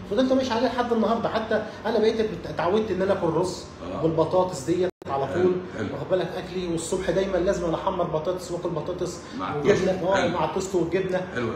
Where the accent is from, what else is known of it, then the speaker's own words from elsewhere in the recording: Ismailia, Ismailia Governorate, Egypt; أنا جاي من الإسماعيلية. إسماعيلية